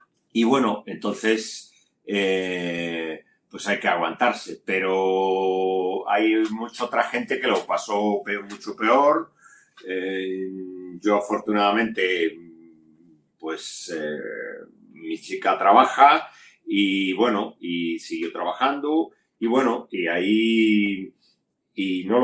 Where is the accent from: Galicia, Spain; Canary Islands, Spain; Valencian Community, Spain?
Galicia, Spain; hay un par de tiras que están hechas sobre las fiestas de mi pueblo que se celebran en Galicia